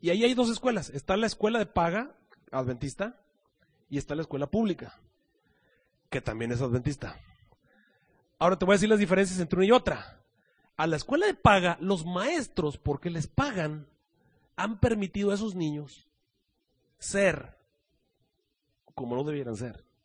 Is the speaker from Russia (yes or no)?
no; Mexico; moved away; cuando yo me vine de México